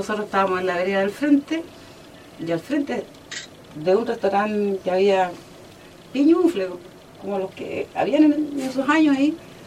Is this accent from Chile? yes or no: yes; Chile; Soy chilena, pues, me encontré en Perú